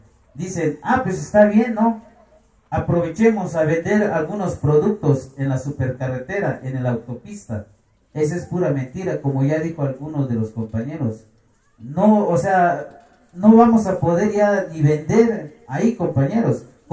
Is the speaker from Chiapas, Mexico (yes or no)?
yes; San Sebastián Bachajón, Chiapas, Mexico; Spanish is a second language; Somos muy pocos de San Sebastián Bachajón que sabemos un poco el castellano.